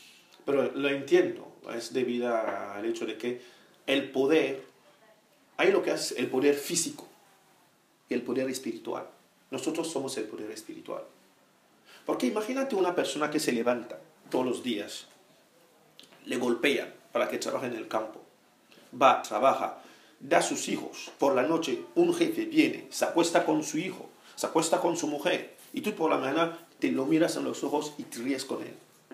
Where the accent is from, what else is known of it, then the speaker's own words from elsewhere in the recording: Spain; que en mi país no hayan CIEs